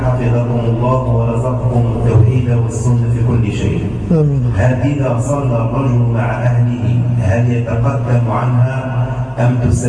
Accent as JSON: {"language": "Arabic", "country": "France", "lives_now": "Egypt", "said": "أنا فرنسي"}